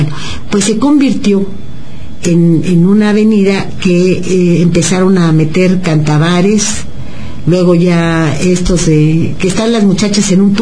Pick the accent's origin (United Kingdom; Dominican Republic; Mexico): Mexico; los que no podemos vacacionar somos los mexicanos porque no tenemos dinero